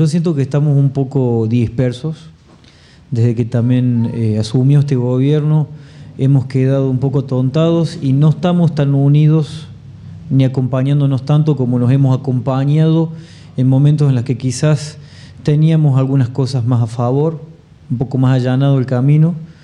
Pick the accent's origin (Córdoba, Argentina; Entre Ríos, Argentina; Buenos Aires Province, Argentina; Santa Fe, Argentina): Córdoba, Argentina; Bueno, nací en la ciudad de Córdoba. Nací en el barrio de San Vicente, el mítico barrio de San Vicente. Ahí viví hasta los 5 años más o menos. Me fui a vivir a Barrio General Paz.